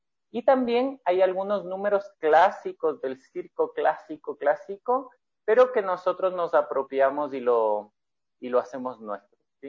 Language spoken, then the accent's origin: Spanish; Ecuador; ella es chilena, yo soy ecuatoriano. En el 2010, me parece